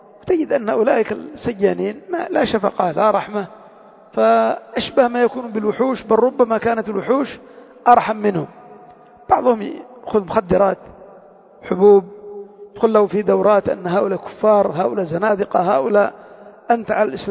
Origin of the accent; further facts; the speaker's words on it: Yemen; بعض المسجونين عندنا في اليمن